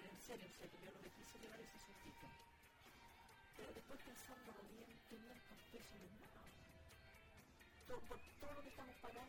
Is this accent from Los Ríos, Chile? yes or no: no; Coelemu, Ñuble, Chile; Yo nací en Coelemo. Y en mis primeros, hasta sexto año, yo estudié en Coelemo.